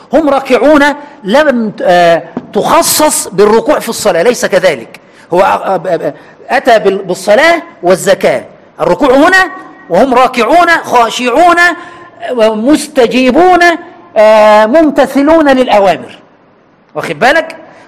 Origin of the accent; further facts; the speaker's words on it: Egypt; أنا من عشرات السنين وأنا مصري وأعلم أهل مصر